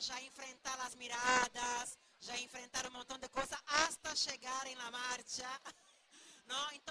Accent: Brazil; Spanish is a second language; Yo soy brasileña.

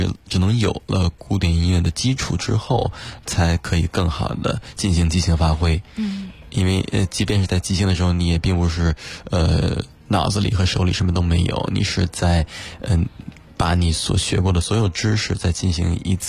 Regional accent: Beijing, China; born there; 我99年，出生于北京，然后从小大概4岁起开始学习钢琴。

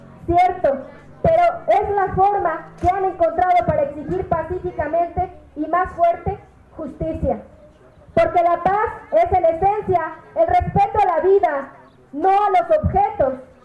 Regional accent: Puebla, Mexico; veo como poblano que la CNDH recomienda al gobierno de Moreno Valle

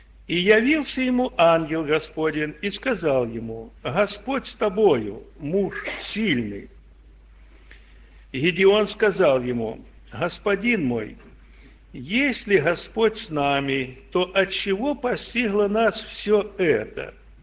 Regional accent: Belgorod, Belgorod Oblast, Russia; Ты откуда? Я говорю, я с Белгорода.

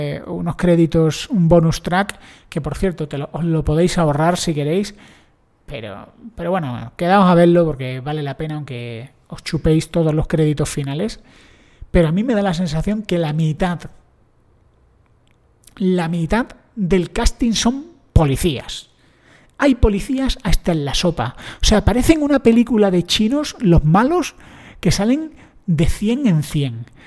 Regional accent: Granada, Andalusia, Spain; Yo soy de Granada, que nadie se lo tome mal. Un granaíno de la calle

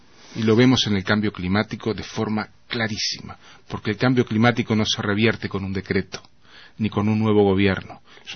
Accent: Uruguay; como sucede en Uruguay, en mi país.

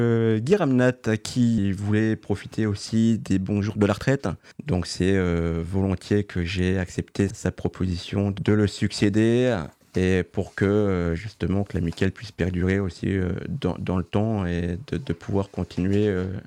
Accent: Nancy, Grand Est, France; j'ai 34 ans, je suis originaire de Nancy. J'ai fait toutes mes études sur Nancy

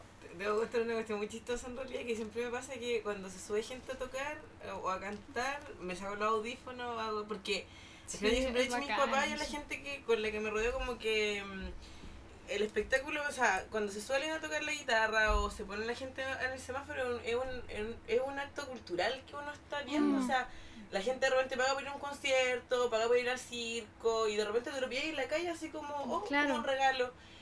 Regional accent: Concepción, Biobío, Chile; Somos todos de Conce

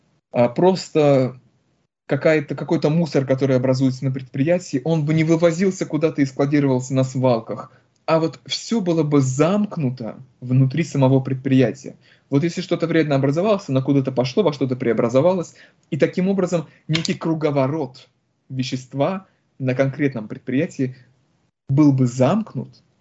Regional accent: Republic of Karelia, Russia; born there; Я, допустим, родился в Карелии, мне она очень нравится, просто влюблен в нее.

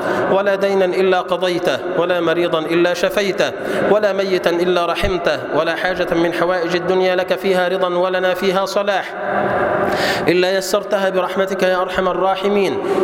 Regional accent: Egypt; واجعل اللهم بلدنا مصر سلما سلاما

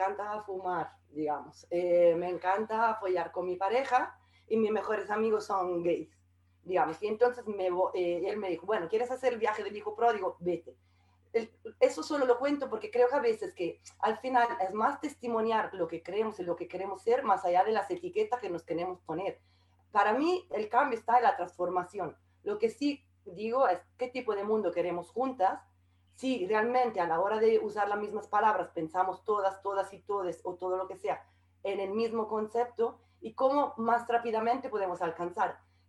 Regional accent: central Italy, Italy; Spanish is a second language; moved away as an adult; also born or lived in South America; now in Madrid, Spain; Yo, se nota que soy italiana, obviamente, vivo en Madrid desde hace 9 años y he estado antes en Sudamérica. Y con 20 años yo me iba a ser monja de clausura, Digamos, soy de una familia del centro de Italia, súper cato comunista

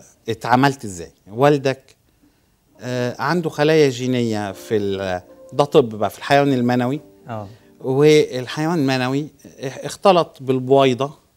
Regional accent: Egypt; now in Besançon, France; وانا ماشي من مصر كانت الفكرة حاجة الكلام دوت من 25 سنة

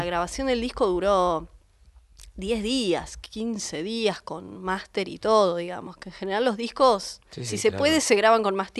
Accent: Los Toldos, Buenos Aires Province, Argentina; Yo me crié en Los Toldos, sí. provincia de Buenos Aires, y sí, muy rodeada de las costumbres tradicionalistas.

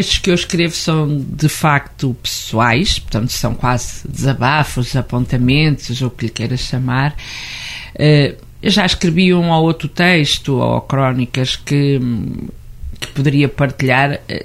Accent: Seia, Guarda, Portugal; eu cresci em Ceia, não é?

